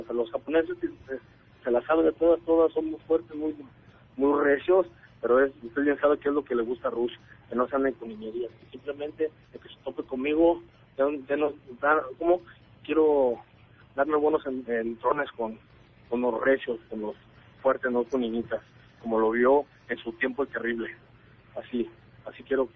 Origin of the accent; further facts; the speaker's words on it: Tala, Jalisco, Mexico; siempre tengo presente de dónde soy, desde soy jalisciense de corazón, y arriba Tala